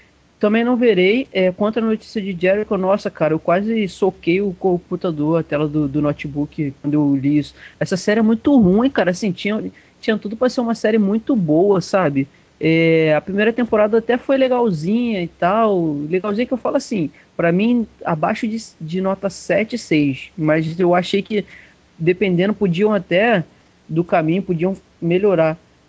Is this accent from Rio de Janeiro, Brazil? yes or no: yes; Rio de Janeiro, Brazil; eu, que sou carioca